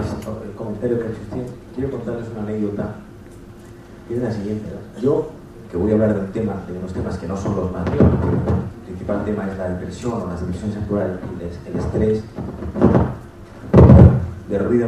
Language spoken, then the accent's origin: Spanish; Andalusia, Spain; En Andalucía, que es de donde yo soy, a los médicos psiquiatras se les llama médico de los nervios.